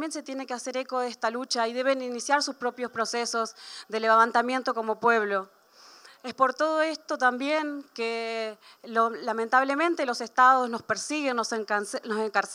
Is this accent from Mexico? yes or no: no; Argentina; también vengo del Puel Mapu.